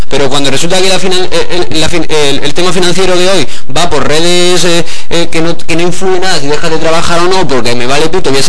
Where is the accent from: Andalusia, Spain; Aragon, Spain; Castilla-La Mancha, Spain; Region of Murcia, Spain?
Andalusia, Spain; Yo creo que soy único porque soy andaluz